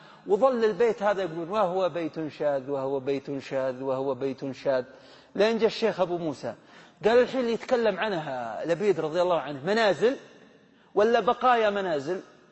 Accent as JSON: {"language": "Arabic", "region": "Hejaz", "country": "Saudi Arabia", "said": "الغول اللي يسمونه عندنا في الحجاز السعلية"}